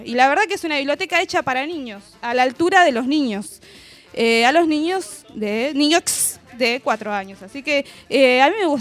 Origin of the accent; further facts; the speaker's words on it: Ensenada, Buenos Aires Province, Argentina; Yo soy de Ensenada